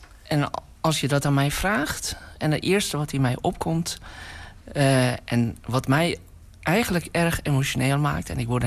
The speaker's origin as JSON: {"language": "Dutch", "town": "Amsterdam", "region": "North Holland", "country": "Netherlands", "lives_now": "Rotterdam, Netherlands", "said": "als Amsterdammer zeg ik dat hier in Rotterdam..."}